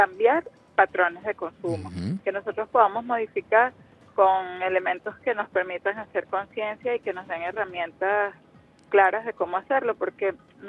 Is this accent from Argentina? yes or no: no; Venezuela; nos obliga como venezolanos, como pueblo, a generar conciencia de cambio de patrones de vida en general